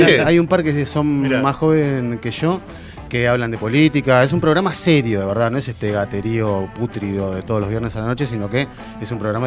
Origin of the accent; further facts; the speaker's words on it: Argentina; Soy el periodista argentino, deduzco que soy él.